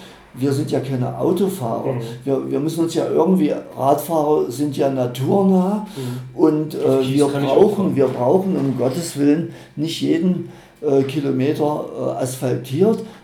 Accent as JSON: {"language": "German", "town": "Halle", "region": "Saxony-Anhalt", "country": "Germany", "tie": "born there", "said": "mein geliebtes Halle, ich bin ja geboren in Halle und die Stadt ist wunderschön"}